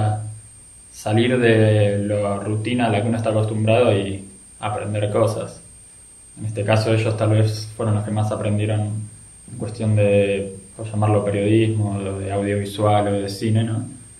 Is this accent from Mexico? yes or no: no; Argentina; ella es española y los demás somos argentinos.